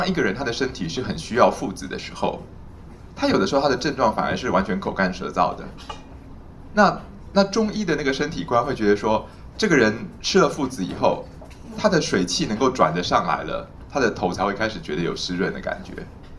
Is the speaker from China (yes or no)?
no; Taiwan; 像我们台湾人会卖什么青草茶、苦茶、凉茶，对不对？